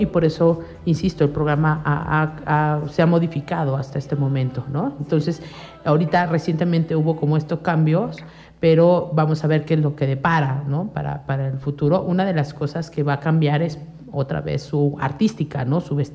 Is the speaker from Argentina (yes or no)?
no; Amecameca, State of Mexico, Mexico; nosotros somos ciudadanos de Amecameca, del mundo, ¿no?